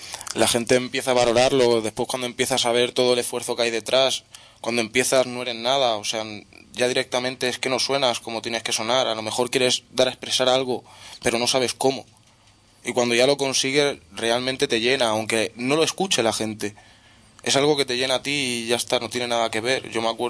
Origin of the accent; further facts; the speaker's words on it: Sabadell, Catalonia, Spain; yo vengo de Sabadell, ellos también, nuestro DJ es de Barbará.